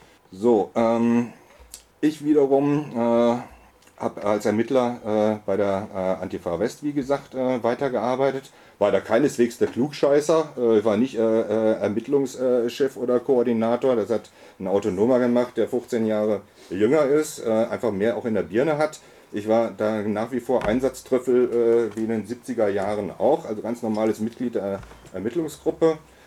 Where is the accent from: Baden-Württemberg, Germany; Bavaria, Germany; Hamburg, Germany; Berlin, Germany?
Hamburg, Germany; das mag sich als Oldie und insbesondere als Hamburger so darstellen